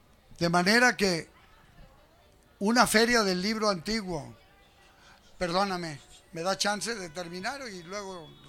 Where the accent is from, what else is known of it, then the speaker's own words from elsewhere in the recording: Mexico; que fue formado en la escuela juarista, que sigo siendo juarista y que por encima de todas las cosas, pues soy mexicano. Muy mexicanista